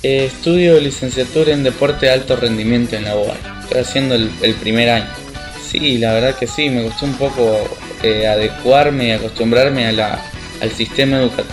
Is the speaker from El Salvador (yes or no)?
yes; El Salvador; now in Rosario, Argentina; Bueno, un saludo para todos … vengo de El Salvador, estoy acá en Rosario hace 6 meses más o menos